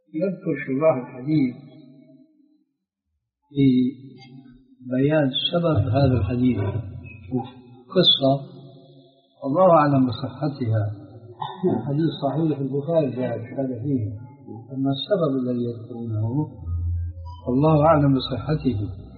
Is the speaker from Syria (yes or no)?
yes; Syria; هذا معروف عندكم عندنا في سوريا